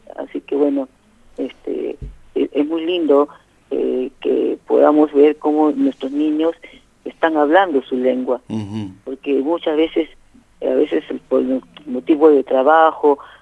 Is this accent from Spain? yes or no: no; La Plata, Buenos Aires Province, Argentina; porque nosotros somos de esta zona, somos de La Plata